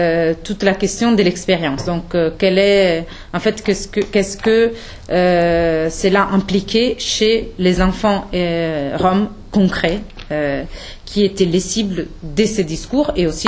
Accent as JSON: {"language": "French", "country": "Italy", "said": "Et je me suis ensuite tournée vers l'Italie en 2008, qui est, comme vous pouvez vous en douter, mon pays d'origine."}